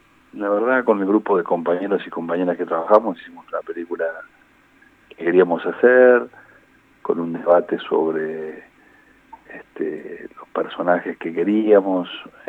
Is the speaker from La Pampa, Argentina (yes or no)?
no; General Villegas, Buenos Aires Province, Argentina; es mi pueblo. Yo nací ahí, me crié ahí, hice el secundario, después vine a la universidad a estudiar